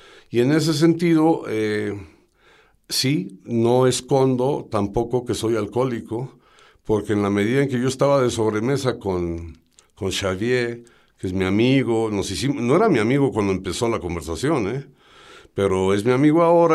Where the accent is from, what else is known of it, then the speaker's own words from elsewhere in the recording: Mexico; porque como buen mexicano, pues no sé, yo vi el horario